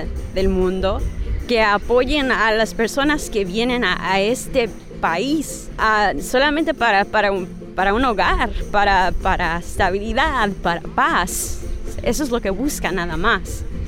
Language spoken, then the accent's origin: Spanish; United States; born there; Personalmente, yo soy una mexicana, nacida aquí en Estados Unidos, hija de una mexicana y un mexicano inmigrante. Los dos me criaron.